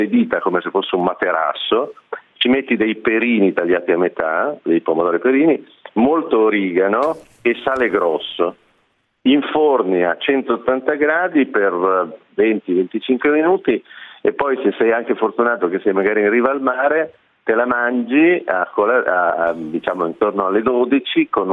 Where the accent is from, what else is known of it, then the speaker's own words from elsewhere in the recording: Apulia, Italy; abitando a Milano da tantissimi anni, ho radici pugliesi, perché la mia famiglia è una famiglia della Puglia, e quindi ogni tanto io ritorno in Puglia